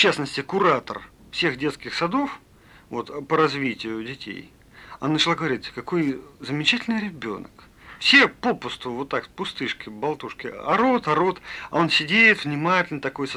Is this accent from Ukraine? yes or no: yes; Kharkiv, Kharkiv Oblast, Ukraine; also born or lived in Voronezh, Russia; Родился я в Воронеже. Вот. А спустя год моя мама переехала обратно к своему мужу, к моему отцу, в Харьков.